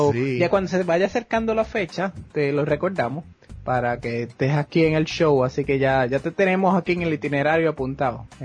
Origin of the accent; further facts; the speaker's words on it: Hatillo, Puerto Rico; porque yo crecí en Atillo, pues, no, íbamos a los cines de Arecibo